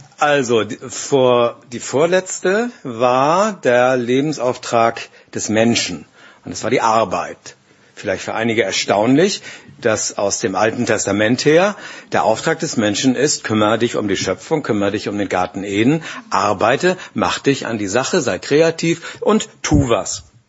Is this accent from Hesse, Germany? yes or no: no; Glinde, Schleswig-Holstein, Germany; Ich komme aus Glinn. Bei uns steht auf dem Ortsschild auch Glinde und darunter Glinn.